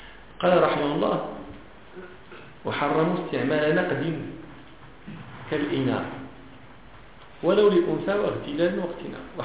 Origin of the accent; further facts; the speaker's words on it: Morocco; وهذه ما كان يسمى عندنا في المغرب هذا البابور